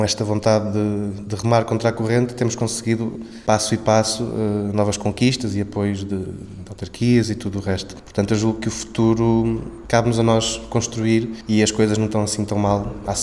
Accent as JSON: {"language": "Portuguese", "town": "Estarreja", "region": "Centre", "country": "Portugal", "tie": "born or raised there", "said": "Esta sala representa a sala onde eu cresci, vi os primeiros concertos"}